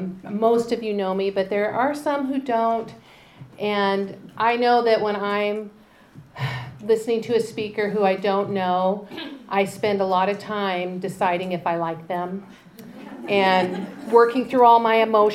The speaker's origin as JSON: {"language": "English", "town": "Spokane", "region": "Washington", "country": "United States", "tie": "born or raised there", "said": "I am from Spokane. I grew up there my whole life."}